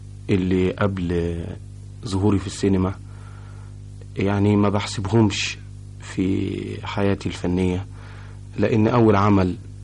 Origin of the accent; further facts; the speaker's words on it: Cairo, Cairo Governorate, Egypt; born there; اتولدت في القاهرة.